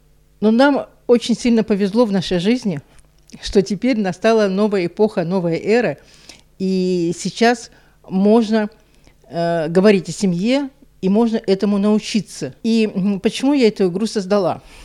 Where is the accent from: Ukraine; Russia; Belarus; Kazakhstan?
Ukraine; Donetsk, Donetsk Oblast; Выросла я в Донецке, в многодетной семье. Я младший ребенок.